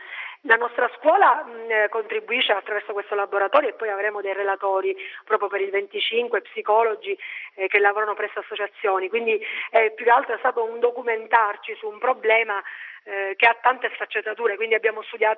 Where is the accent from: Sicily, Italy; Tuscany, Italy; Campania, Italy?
Sicily, Italy; Castelvetrano; io insegno in un liceo delle scienze umane nel mio paese, Castelvetrano